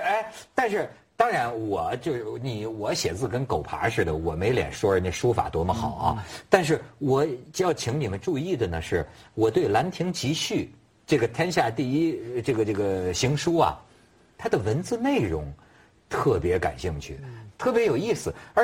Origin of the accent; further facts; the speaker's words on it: China; 作为中国人不了解这个，我觉得挺可惜的